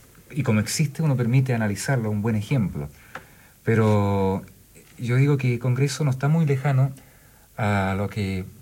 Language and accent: Spanish; Chile; así somos los chilenos